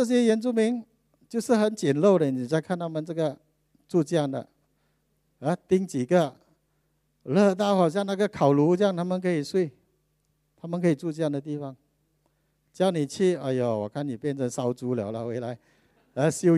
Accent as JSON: {"language": "Chinese", "country": "Malaysia", "said": "我讲不是，me Malay 就是我们是马来西亚人。"}